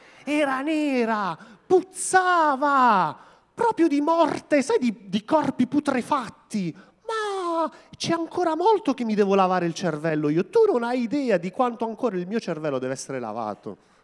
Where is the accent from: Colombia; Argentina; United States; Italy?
Italy; Terlizzi, Apulia; perché io sono di Terlizzi, quindi venivo in chiesa a Modugno